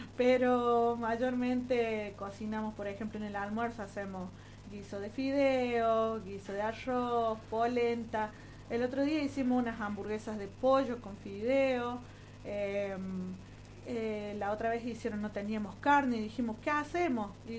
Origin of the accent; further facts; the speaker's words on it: Cruz del Eje, Córdoba, Argentina; Sí, somos de Cruz del Eje las dos. Yo vivo en Barrio Villa El Aine, he vivido ahí toda mi vida.